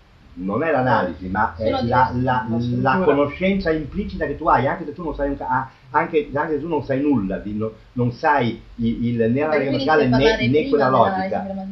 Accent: northern Italy, Italy; accent: vaguely northern Italian; Io ho un accento vagamente nord italico

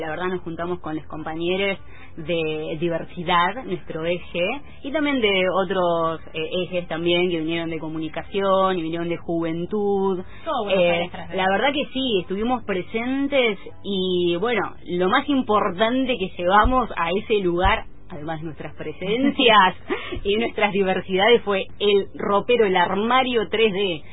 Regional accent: Comodoro Rivadavia, Chubut, Argentina; Sí, en Comodoro Rivadavia, mi ciudad natal.

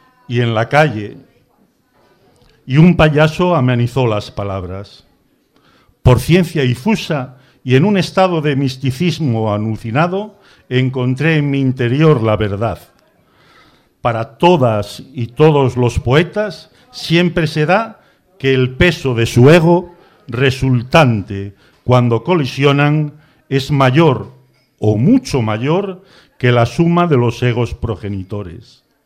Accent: Avilés, Asturias, Spain; Bueno, venimos de Avilés y voy a...

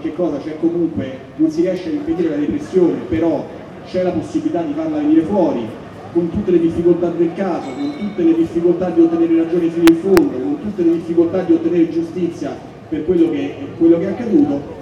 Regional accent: Rome, Lazio, Italy; visto che sono di Roma

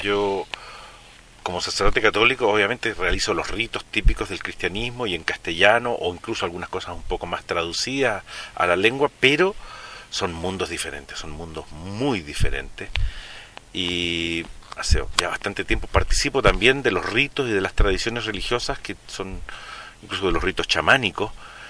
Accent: Santiago, Santiago Metropolitan, Chile; born there; also born or lived in southern Chile; yo, como chileno, he nacido en Santiago, llegué al sur de Chile por los años 75

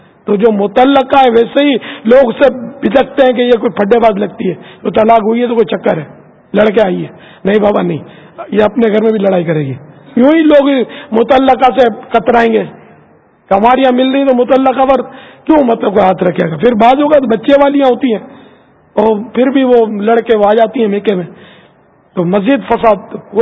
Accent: Pakistan; born there; میں اس وطن میں پیدا ہوا ہوں پاکستان میں

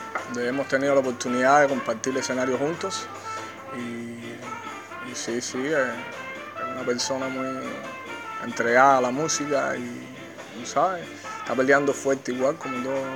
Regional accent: Buenavista, Cuba; Soy cubano, de Buenavista, naturalmente.

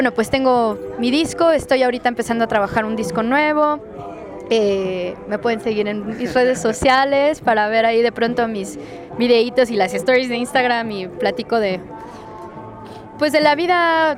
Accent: Costa Rica; born or raised there; also born or lived in Mexico City

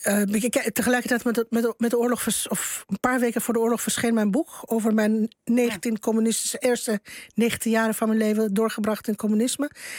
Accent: Bucharest, Romania; En je ziet voor je ogen speelt zich alles af wat je als kind in Boekarest gevreesd heeft.

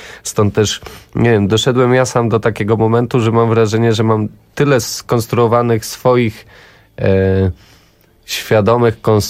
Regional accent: Nasielsk, Masovian Voivodeship, Poland; Wolałem grać w Counter Strike'a, bo jestem z Nasielska

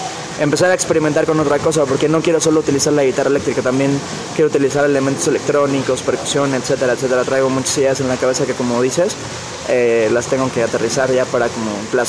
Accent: Cancún, Quintana Roo, Mexico; moved away as an adult; Y crecí ahí en Cancún, bueno, entre comillas, porque no soy muy alto, pero bueno, ahí tuve mi pubertad, mi adolescencia, y estuve ahí hasta los 23 años.

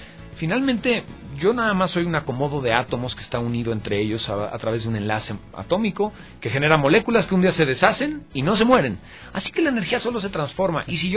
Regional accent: Mexico; accent: Mexican; Pues hablo como mexicano y se acabó.

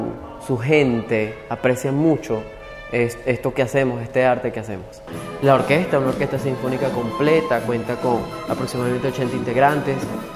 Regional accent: Barquisimeto, Lara, Venezuela; now in Argentina; vengo de la ciudad de Barquisimeto y tengo 1 año acá en Argentina.

